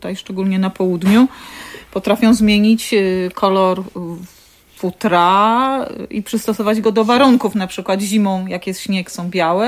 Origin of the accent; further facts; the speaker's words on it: Tuchola, Kuyavian-Pomeranian Voivodeship, Poland; Wychowałam się w bloku w Tucholi. Tuchola, wiadomo, Bory Tucholskie otoczona lasem, ale blok to blok, szczególnie trzecie piętro w tym blokowisku.